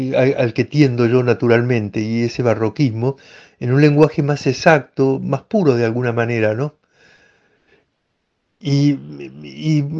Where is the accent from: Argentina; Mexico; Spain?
Argentina; Córdoba; Soy de Argentina, nací en la ciudad de Córdoba, la segunda del país en habitantes, una ciudad de cierta tradición colonial, colonial española, un poco diferente a lo que es Buenos Aires